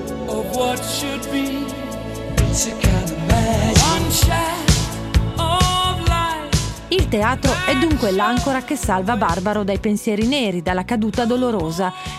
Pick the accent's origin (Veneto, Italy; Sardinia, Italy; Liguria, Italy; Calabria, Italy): Calabria, Italy; Reggio Calabria; il trascorso calabrese, Reggino in particolare, perché sono di Reggio Calabria